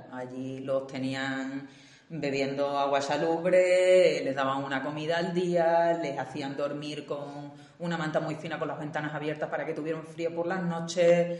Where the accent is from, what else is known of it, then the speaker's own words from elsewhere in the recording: Spain; moved away; llevaba muchísimos años fuera de España y me sentí mal de decir, yo me fui de España, me quito del medio